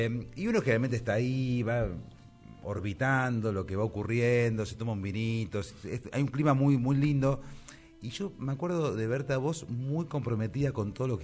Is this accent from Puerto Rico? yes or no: no; Florida, Buenos Aires Province, Argentina; Pues yo soy de Florida, digamos, mira. Y estuve en Comercial de San Isidro, o sea, por esa zona.